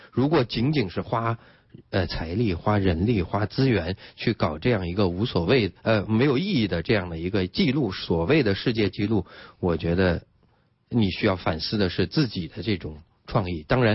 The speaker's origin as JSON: {"language": "Chinese", "town": "Yangzhou", "region": "Jiangsu", "country": "China", "tie": "born or raised there", "said": "因为我从小生活在扬州，成长在扬州，"}